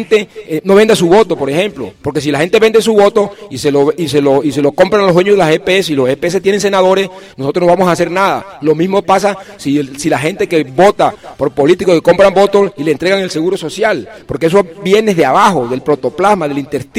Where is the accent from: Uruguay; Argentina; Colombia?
Colombia; Fonseca, La Guajira; En La Guajira, por ejemplo, en Fonseca, mi pueblo